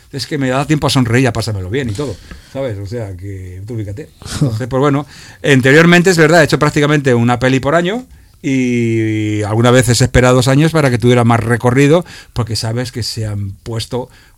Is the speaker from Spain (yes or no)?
yes; Seville, Andalusia, Spain; yo no estoy aquí en Madrid, yo soy de Sevilla, estoy en Sevilla.